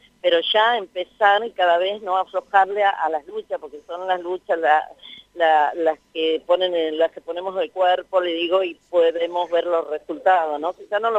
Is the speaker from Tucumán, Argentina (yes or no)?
yes; Tucumán, Argentina; yo me considero provinciana también, soy tucumana, sí.